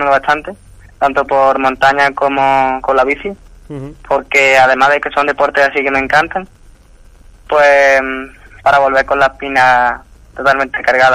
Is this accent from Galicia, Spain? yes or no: no; Andalusia, Spain; Pues es un orgullo representar a mi tierra Andalucía